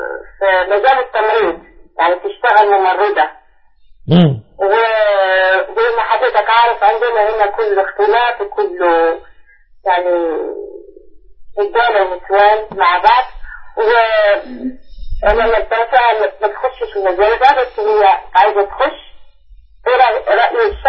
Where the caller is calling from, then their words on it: Netherlands; من هولندا عندي سؤال لو سمحت